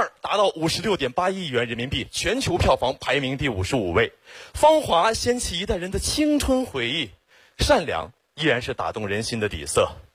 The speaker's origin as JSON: {"language": "Chinese", "town": "Xiong'an", "region": "Hebei", "country": "China", "tie": "born or raised there", "said": "我真的特别的学土生土长的雄安人，从小在那长大"}